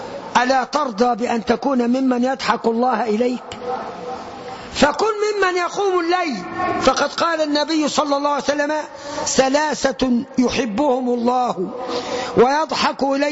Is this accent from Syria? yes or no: no; Egypt; 65% مننا كمصريين، وأنا طبيب بشري،